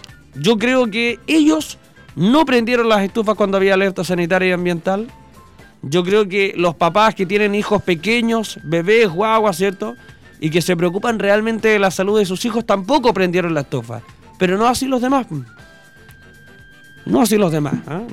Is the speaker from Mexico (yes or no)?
no; Chile; Así somos los chilenos en todo caso.